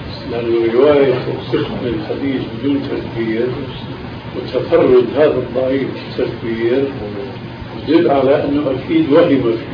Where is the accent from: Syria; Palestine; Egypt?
Palestine; أنا فلسطيني